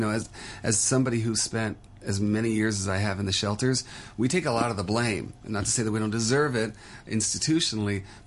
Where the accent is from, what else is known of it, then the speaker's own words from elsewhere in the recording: New York, United States; now in Hong Kong; I'm from New York, and Hong Kong is very much the same, apartment living.